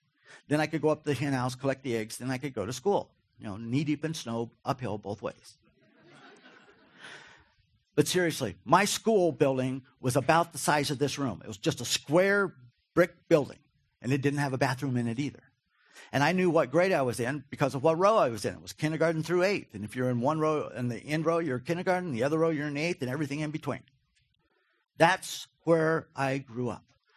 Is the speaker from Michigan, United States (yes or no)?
no; Wofford, Kentucky, United States; Wofford, Kentucky. Anybody familiar with Wofford? If you are, you're weird. I grew up in Wofford, Kentucky. Population 400.